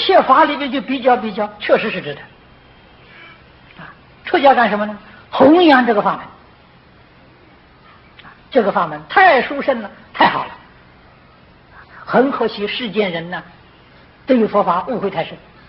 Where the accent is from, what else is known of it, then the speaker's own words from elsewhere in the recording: China; 我们是现代人，又不是古人。我是中国人，又不是印度人